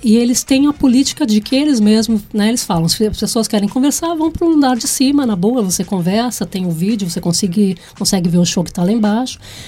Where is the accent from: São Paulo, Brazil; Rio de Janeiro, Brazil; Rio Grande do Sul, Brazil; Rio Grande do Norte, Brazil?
São Paulo, Brazil; also born or lived in Bahia; now in Australia; Eu sou nascida e criada em São Paulo, né? Capital, né? Paulistana. Nascida na Avenida Paulista, para ser bem exata. Mas eu morei na Bahia antes de sair do Brasil.